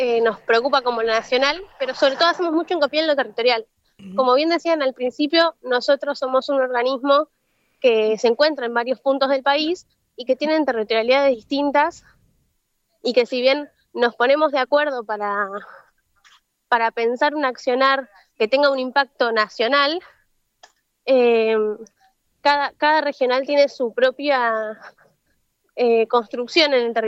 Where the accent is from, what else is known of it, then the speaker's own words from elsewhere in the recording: La Plata, Buenos Aires Province, Argentina; soy estudiante de historia, tengo 24 años. Soy de acá de La Plata